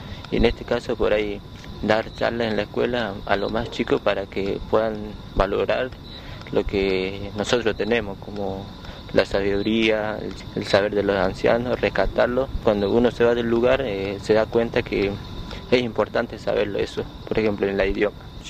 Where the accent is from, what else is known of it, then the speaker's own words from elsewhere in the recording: El Espinillo, Chaco, Argentina; soy del Espinillo. Y mi profesión es técnico de manejo en área protegida y a futuro voy a trabajar como guardaparque nacional dentro del lugar de donde yo vivo.